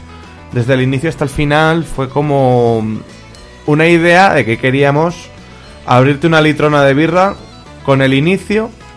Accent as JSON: {"language": "Spanish", "town": "Teruel", "region": "Aragon", "country": "Spain", "said": "Sí, venimos nosotros de Teruel"}